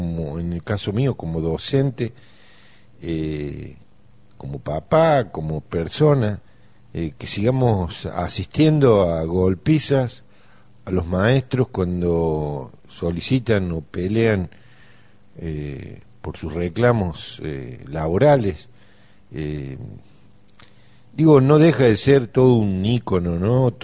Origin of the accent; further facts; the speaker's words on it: Argentina; A mí me da vergüenza como argentino, vergüenza como hombre, como docente.